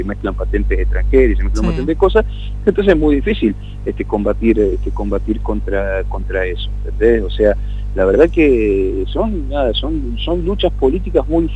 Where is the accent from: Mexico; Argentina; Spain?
Argentina; Buenos Aires; y lo digo como porteño que soy, nacido en Parque Patricio